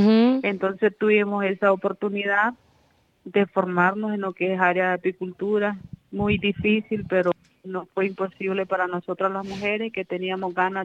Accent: Telpaneca, Madriz, Nicaragua; Vengo de Nicaragua. El departamento donde yo vivo es Madrid con Z. El municipio es Telpaneca. Y la comarca donde vivo es Santo Domingo.

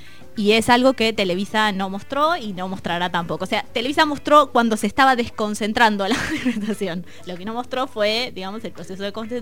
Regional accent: Argentina; Bueno, mi lectura como argentina es un retroceso

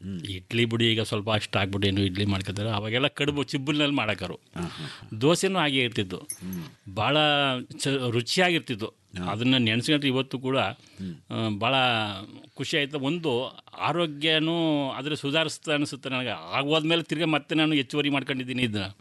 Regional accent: Chikkundi, Karnataka, India; ನಮ್ಮೂರು ಚಿಕ್ಕುಂಡಿ ಅಂದ್ಬಿಟ್ಟು ಗುಂಡ್ಲಪೇಟೆ ತಾಲೂಕು.

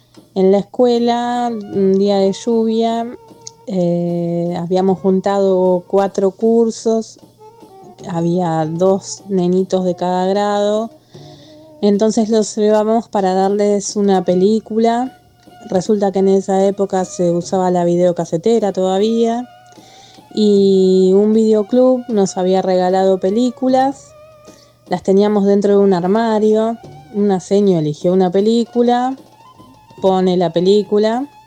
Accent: Lanús, Buenos Aires Province, Argentina; soy de Lanús. Soy docente hace muchos años

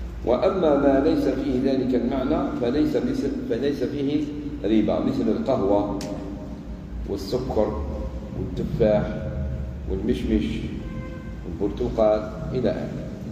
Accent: Algeria; كما يقال عندنا في الجزائر شد مد.

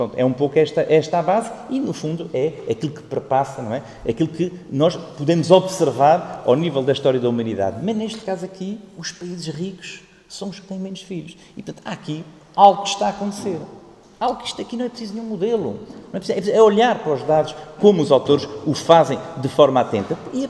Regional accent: Guarda, Centro, Portugal; eu sou da Guarda

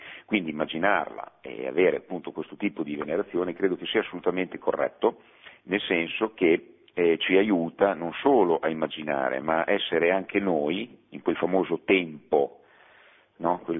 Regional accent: Bologna, Emilia-Romagna, Italy; anche se sono bolognese doc, però io amo Napoli

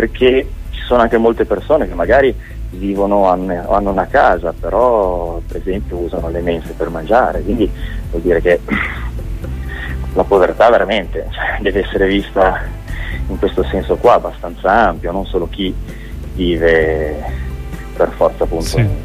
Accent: Genoa, Liguria, Italy; l'abbiamo girata a Genova perché siamo di Genova.

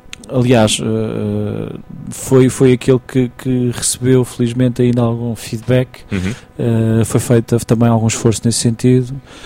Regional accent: Tomar, Santarém, Portugal; Sou natural de Tomar.

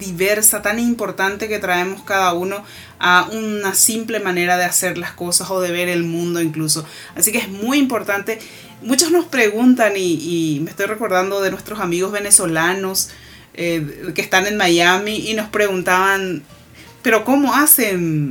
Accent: Paraguay; los valores culturales que nosotros tenemos como paraguayos, nuestra paraguayidad, como decimos normalmente nosotros.

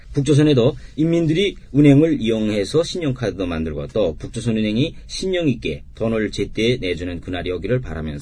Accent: North Korea; now in South Korea; 저는 2004년에 탈북했고

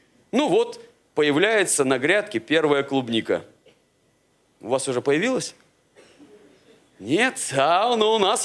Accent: Siberia, Russia; Ну, я, вы простите, сибиряк, поэтому про яблоки, вишни и прочее говорить не могу.

